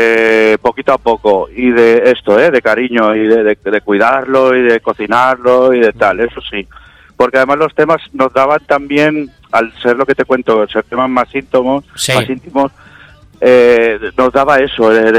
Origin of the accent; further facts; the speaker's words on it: Vila-seca, Catalonia, Spain; En Tarragona, nosotros somos de aquí, de Vilaseca de Tarragona.